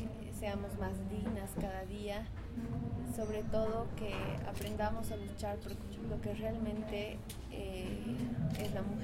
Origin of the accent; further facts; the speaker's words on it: Oruro, Bolivia; Soy orureña, colombiana orureña. He nacido en una comunidad de Oruro. Soy aymara, me considero aymara. Tengo 20 años